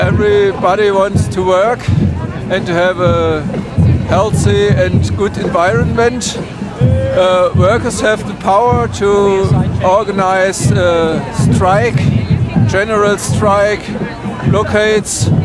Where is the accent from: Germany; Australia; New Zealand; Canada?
Germany; English is a second language; I am from Germany.